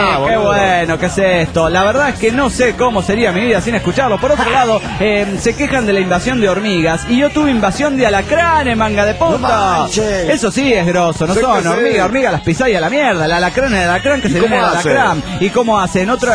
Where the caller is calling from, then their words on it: Santa Fe, Argentina; de Santa Fe, República Argentina.